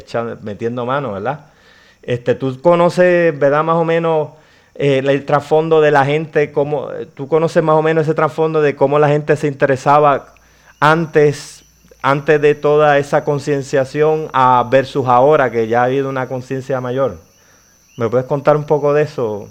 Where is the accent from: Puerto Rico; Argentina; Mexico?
Puerto Rico; Pepino; Yo soy de Pepino, somos del área oeste de la isla.